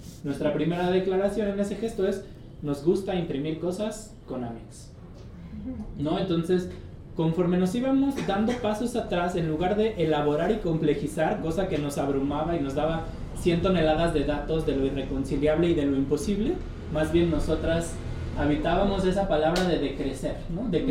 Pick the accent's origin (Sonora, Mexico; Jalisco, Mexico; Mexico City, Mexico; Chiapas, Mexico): Mexico City, Mexico; Xochimilco; nosotros somos del pueblo de Santiago Tepalcatlalpan, en Xochimilco